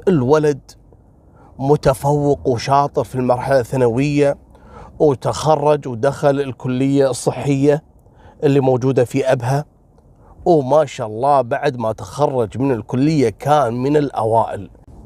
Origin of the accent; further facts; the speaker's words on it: Kuwait; واحد فيهم من الأسرة الحاكمة عندنا في الكويت.